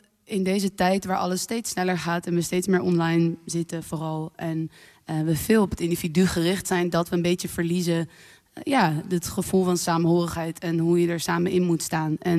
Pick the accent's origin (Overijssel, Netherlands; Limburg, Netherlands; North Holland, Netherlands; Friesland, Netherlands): North Holland, Netherlands; Purmerend; En als kind zong ik in een kinderkoor in Purmerend, overigens, waar ik ben geboren.